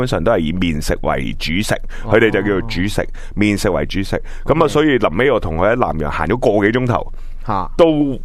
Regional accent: Hong Kong; 大概几我哋香港人嘅标准咧

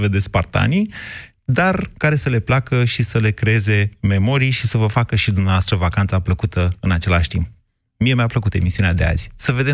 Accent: Drobeta-Turnu Severin, Mehedinți County, Romania; Deci noi severinenii, cei care venim din cel mai, cum să zic eu, de la cea mai dulce climă a României, că acolo nici iarna nu e foarte frig, nici vara nu e foarte cald

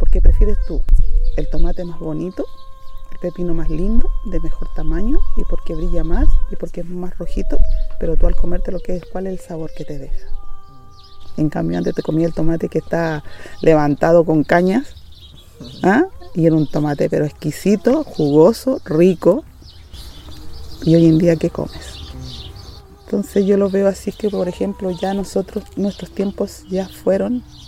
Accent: Valle de Azapa, Arica y Parinacota, Chile; Soy nacida y criada en el Valle de Azapa, vengo de una familia afrodescendiente, luchadora

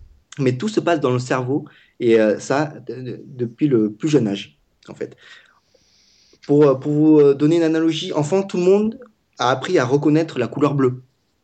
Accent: Vietnam; Pour ceux qui ne savent pas, je parle vietnamien, je suis vietnamien.

